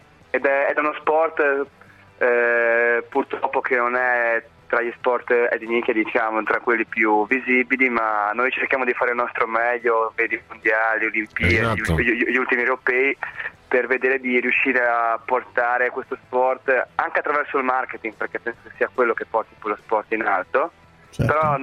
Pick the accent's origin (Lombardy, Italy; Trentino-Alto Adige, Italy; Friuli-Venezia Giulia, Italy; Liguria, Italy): Liguria, Italy; Savona; also born or lived in Budapest, Hungary; Io fortunatamente sono nato a Budapest, si chiama ungherese, però mio padre è da un italiano a 2 o 3 mesi, ma subito portato a Savona, per cui ho vissuto 27 anni in Italia.